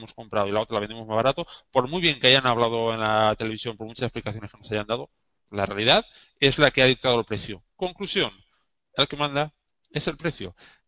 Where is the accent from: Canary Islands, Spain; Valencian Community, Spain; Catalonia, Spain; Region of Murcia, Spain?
Valencian Community, Spain; Valencia; yo soy de Valencia